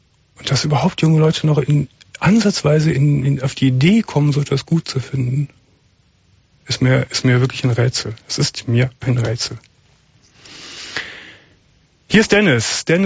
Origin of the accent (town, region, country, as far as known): Cologne, North Rhine-Westphalia, Germany; born or raised there